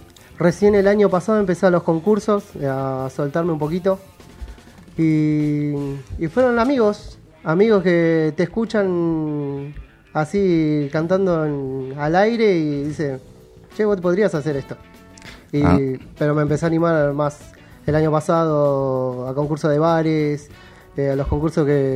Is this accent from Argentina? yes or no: yes; Adrogué, Buenos Aires Province, Argentina; yo soy de San José, Adrogué.